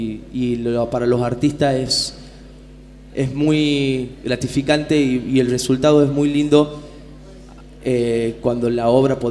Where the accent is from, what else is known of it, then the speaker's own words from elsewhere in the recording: Simoca, Tucumán, Argentina; Toda la Simoca es la parte más zafrera de Tucumán, ¿no? La parte de, paisajísticamente la que más caracteriza a mi provincia, ¿no?